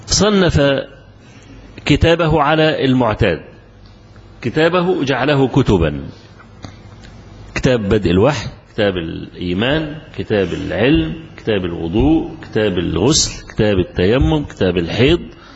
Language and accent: Arabic; Egypt; أنا ما أعرفش، وأنا رجل مصري